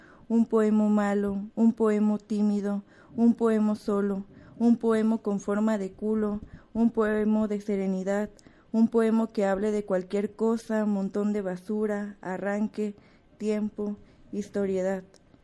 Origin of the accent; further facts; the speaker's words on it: Mexico; now in Guadalajara, Mexico; somos 10 mujeres mexicanas, igual que residimos en Guadalajara.